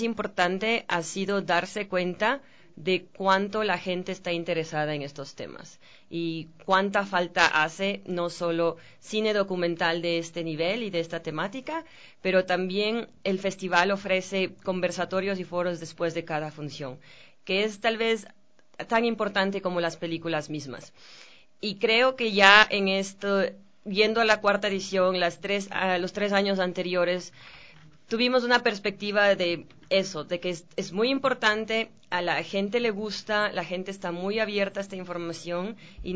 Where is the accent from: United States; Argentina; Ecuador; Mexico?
Ecuador; he sido capaz de convencer a estos directores que me los dejaran mostrar en mi país.